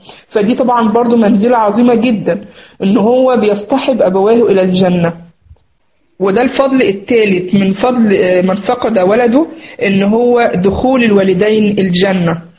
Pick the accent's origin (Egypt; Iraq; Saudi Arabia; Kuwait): Egypt; ويعني زي ما نقول عندنا في مصر يتفسح يعني فيها